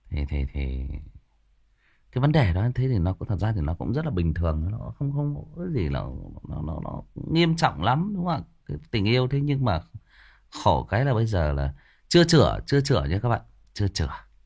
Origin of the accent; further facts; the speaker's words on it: Hưng Yên, Vietnam; thì chỗ bạn ấy thì ở Hưng Yên, ở quê tôi đó các bạn.